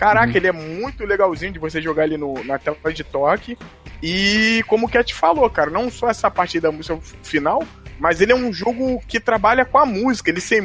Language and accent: Portuguese; Madureira, Rio de Janeiro, Brazil; quando eu era mais moleque, saiu esse jogo, eu ia jogar muito no shopping aqui, na minha terrinha aqui, em Madureira